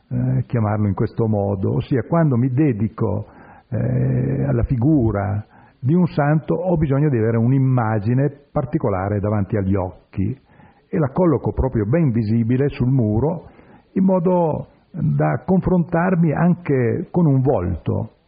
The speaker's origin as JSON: {"language": "Italian", "region": "Piedmont", "country": "Italy", "said": "provincia di Alessandria, che è anche la mia provincia di origine."}